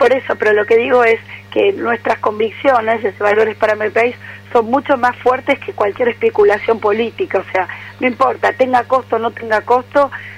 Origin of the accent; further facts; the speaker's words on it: Argentina; somos muchos los argentinos que necesitamos un espacio fuerte de participación política